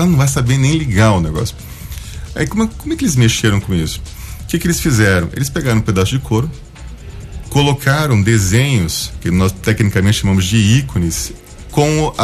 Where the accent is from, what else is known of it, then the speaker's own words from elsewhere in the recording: Ilha Solteira, São Paulo, Brazil; born there; also born or lived in Rio de Janeiro / Goiás; eu nasci em Ilha Solteira, interior de São Paulo, mas eu morei no Rio de Janeiro, eu morei na Praia de Itaorna, morei em Goiás, em Tumbiara, Caldas Novas, Brasília, Goiânia.